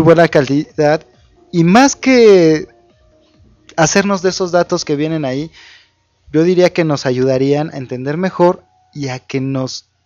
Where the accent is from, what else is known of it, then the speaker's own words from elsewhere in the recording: Mexico; Y todos somos mexicanos, al menos el 15 y 16, entre otras fechas